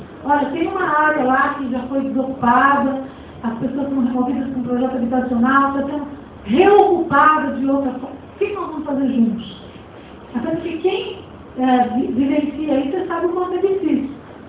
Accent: Cubatão, São Paulo, Brazil; eu nasci em Cubatão e moro no Carteiro desde os 7 anos. Então, eu posso dizer que eu moro há quase 50 anos no Jardim Carteiro.

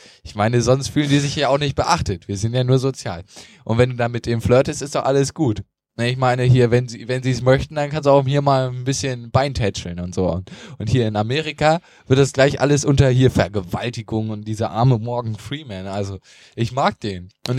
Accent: Northern Germany, Germany; Aber das ist jetzt nur mal meine persönliche Meinung hier als Norddeutscher.

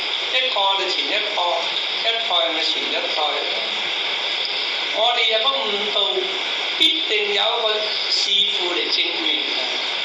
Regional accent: Guangdong, China; 但我哋廣東人咧就佔咗范陽嗰個方啊。

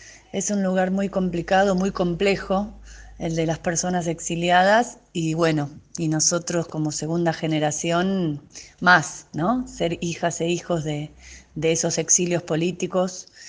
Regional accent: Mexico City, Mexico; en abril del año 77 nací yo, en un hospital del Distrito Federal, donde mis papás se instalaron muy de a poco, con mucha ayuda y con otros argentinos que vivían allá.

